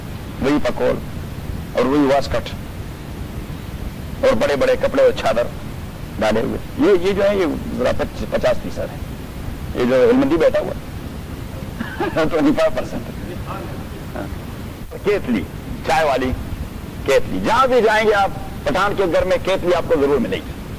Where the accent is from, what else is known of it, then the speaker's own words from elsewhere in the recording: Khyber Pakhtunkhwa, Pakistan; میں سرحد سے ہوں میں بھی لکھتا ہوں